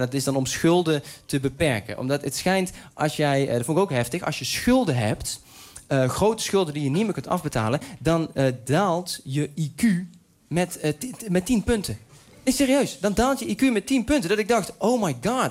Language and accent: Dutch; Uden, North Brabant, Netherlands; En het ding is, ik kom uit Uden.